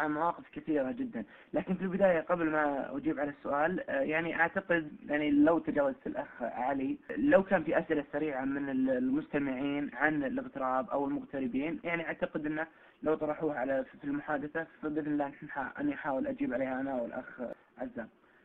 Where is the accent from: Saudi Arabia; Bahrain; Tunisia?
Saudi Arabia; عندنا بالسعودية